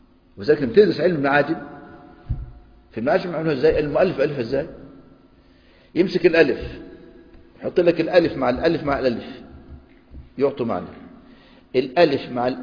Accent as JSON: {"language": "Arabic", "country": "Egypt", "said": "يعني تعلموا الفول عندنا في مصر يطلع يقول لك احنا اللي اخترعنا الفول والطعمية"}